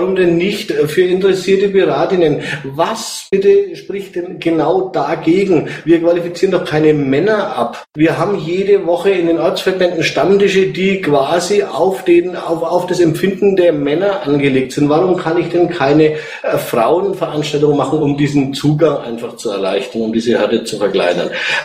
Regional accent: Nuremberg, Bavaria, Germany; ich komme aus Nürnberg. Ich bin 44

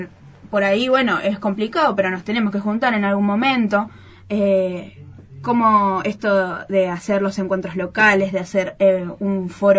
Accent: Viedma, Río Negro, Argentina; Y bueno, y somos de acá, de Viedma

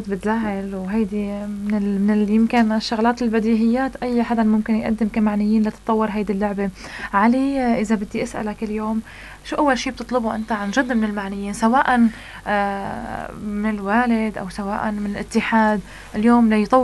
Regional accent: Tartus, Tartus Governorate, Syria; طيب اليوم نحن كم نادي كراتي عندنا بطرطوس؟

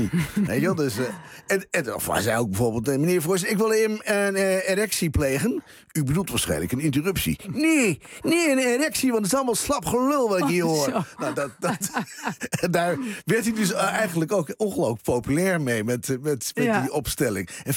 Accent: Drenthe, Netherlands; Ik ben zelfs ben ik geboren en getogen in Drenthe.

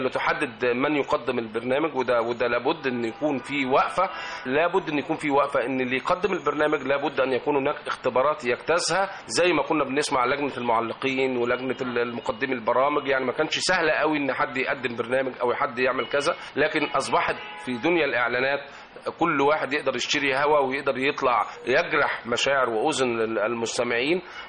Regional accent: Egypt; ودايما مصدر البهجة والسعادة بالنسبة لنا كمصريين وكمستمعين.

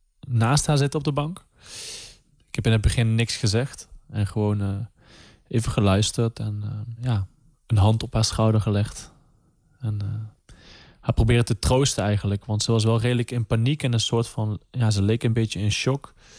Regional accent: Limburg, Netherlands; now in Amsterdam, Netherlands; Ik ben 29 jaar oud. Ik kom uit Limburg. Ik woon in Amsterdam.

